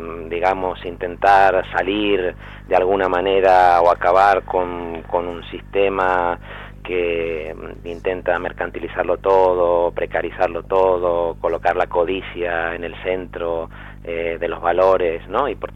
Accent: Argentina; also born or lived in Madrid; now in Spain; yo soy argentino de origen, por lo tanto, para mí Cataluña, como lo fue antes Madrid, porque en Madrid viví 4 años... es sobre todo una tierra de acogida, es la tierra donde nacieron mis hijos

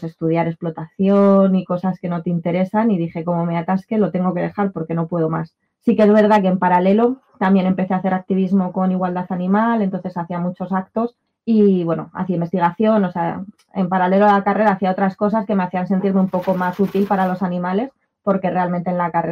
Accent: Madrid, Community of Madrid, Spain; Yo que soy de Madrid, fue algo que me chocó muchísimo la dispersión, ¿no? De los pueblos

